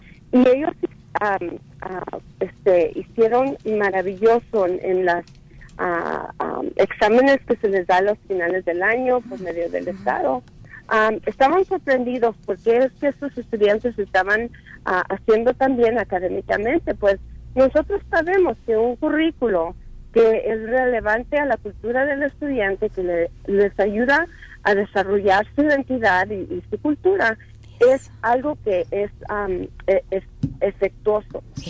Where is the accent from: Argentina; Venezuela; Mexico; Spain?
Mexico; como mexicanos, latinos americanos, pues nuestra cultura es algo que por la historia y es algo que nos han quitado, ¿verdad? Muchos mexicanos no decimos que somos indígenas